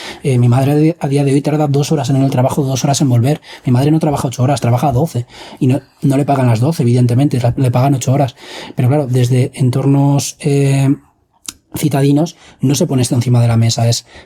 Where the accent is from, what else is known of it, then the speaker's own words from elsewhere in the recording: Madrid, Community of Madrid, Spain; Yo me crié en Madrid, en el barrio El Pilar, luego me fui a Alcalá de Henares